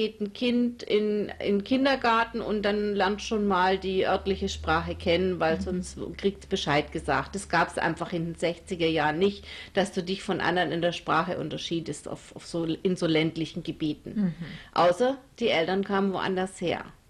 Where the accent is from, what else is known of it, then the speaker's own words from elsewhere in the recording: Bavaria, Germany; Ich bin also nicht in Baden-Württemberg aufgewachsen, sondern in Franken. Und da waren wir die Zugrosten.